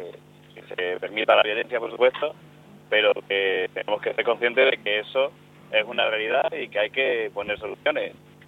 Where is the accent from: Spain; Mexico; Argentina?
Spain; Calamonte, Extremadura; Estoy trabajando en el ayuntamiento de Calamonte, de mi pueblo